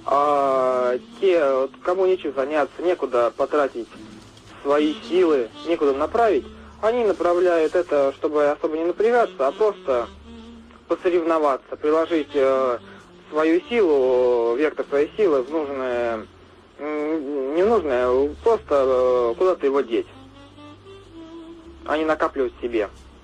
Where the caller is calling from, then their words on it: Voronezh, Voronezh Oblast, Russia; Я звоню вам из Воронежа.